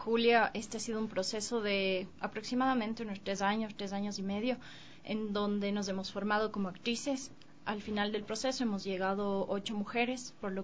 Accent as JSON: {"language": "Spanish", "town": "Cuenca", "region": "Azuay", "country": "Ecuador", "lives_now": "Quito, Ecuador", "said": "Yo no soy de aquí, yo vengo de Cuenca y vine específicamente como para estudiar aquí en Quito"}